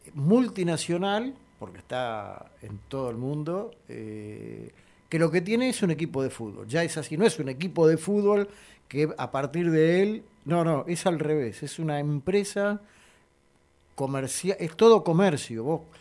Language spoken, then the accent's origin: Spanish; Catalonia, Spain; más allá que soy catalán y que no soy hincha del Barça, pero digo